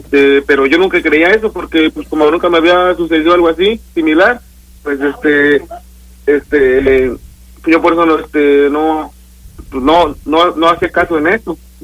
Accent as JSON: {"language": "Spanish", "region": "Guanajuato", "country": "Mexico", "said": "Es de la región ahí del Bajío, ahí de entre Yuriria, Salvatierra, ahí esa área de ahí."}